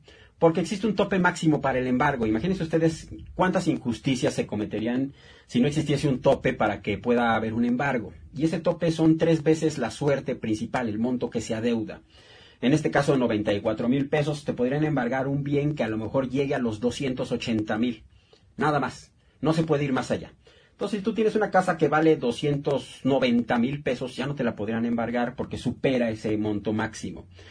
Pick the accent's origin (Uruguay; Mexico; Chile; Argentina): Mexico; como mexicanos que somos, nos podamos echar la mano de vez en cuando.